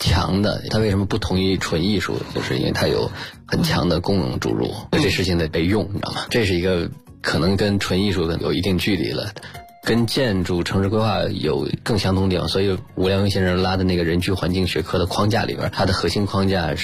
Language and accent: Chinese; Beijing, China; born there; 我出生在大学老师家、就在北方，现在叫北京交通大学，当时叫北方交通大学。